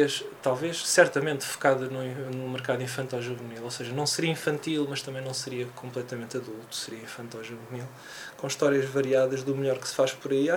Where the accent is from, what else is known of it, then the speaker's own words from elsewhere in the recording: Odivelas, Lisbon, Portugal; Então eu cresci no subúrbio, cresci em Odivelas, e a minha banda desenhada era a banda desenhada dos quiosques.